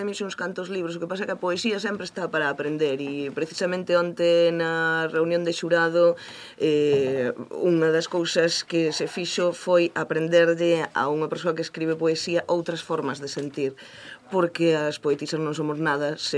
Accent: Galicia, Spain; a xente que somos de Galicia é nos moi próxima, porque medramos sempre cos contos que se os da Santa Compaña, que se os dos mortos, e entón eu tive a sorte de medrar nunha aldea na que todo isto me foi transmitido por vía de meus avós

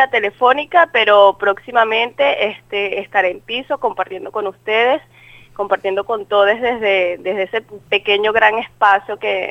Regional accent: Venezuela; now in Argentina; Soy venezolana. Tengo ya casi un año acá en Argentina

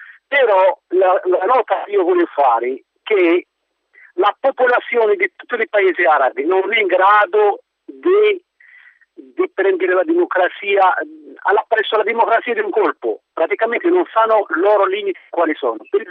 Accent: Morocco; Italian is a second language; now in Prato, Italy; Io sono del Marocco

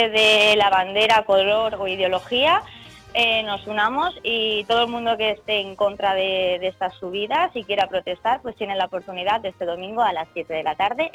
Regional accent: Elche, Valencian Community, Spain; somos de Elche, vamos a reivindicarnos, vamos a decir lo que pensamos y vamos a unirnos

